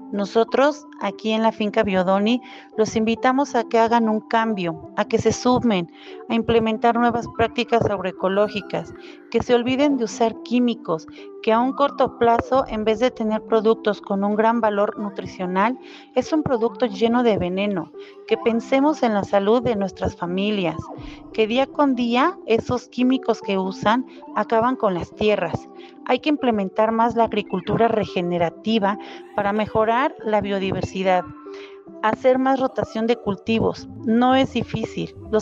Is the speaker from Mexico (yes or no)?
yes; Tepetlixpa, State of Mexico, Mexico; Yo soy del municipio de Tepetlixpa, de la delegación de Nepantla.